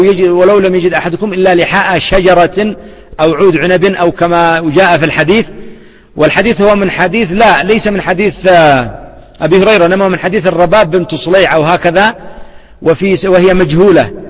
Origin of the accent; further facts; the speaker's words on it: Yemen; كما يفعل العوام عندنا في اليمن